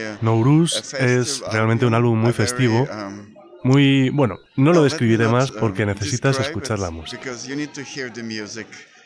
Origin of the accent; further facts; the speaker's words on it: Tashkent, Uzbekistan; Spanish is a second language; now in Switzerland; en Suiza, donde estamos radicados. De hecho, yo nací en Tashkent, en Uzbekistán